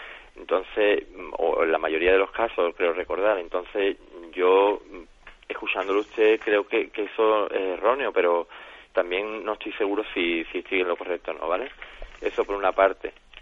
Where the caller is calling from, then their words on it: Jerez, Andalusia, Spain; de Jerez.